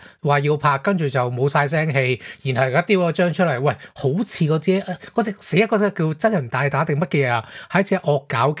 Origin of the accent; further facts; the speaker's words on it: Hong Kong; 唔系我哋香港人自嗨啊